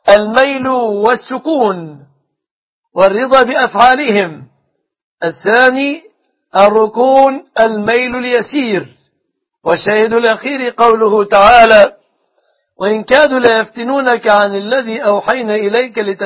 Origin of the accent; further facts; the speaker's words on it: Egypt; بلادنا مصر